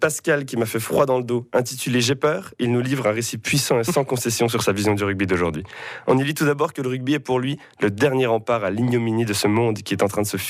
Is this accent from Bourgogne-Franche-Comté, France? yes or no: yes; Bourgogne-Franche-Comté, France; Ah oui, parce que moi, je suis du Jura.